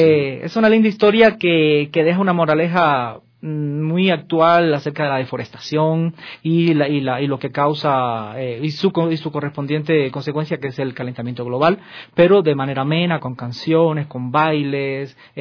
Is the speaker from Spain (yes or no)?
no; Cuba; now in Ecuador; ambos somos de origen cubano.